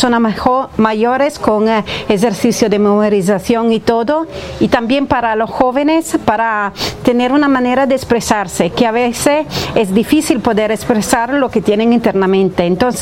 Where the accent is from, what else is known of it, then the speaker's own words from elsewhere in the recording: Italy; Spanish is a second language; perdona, soy italiana, entonces a veces fallo con la palabra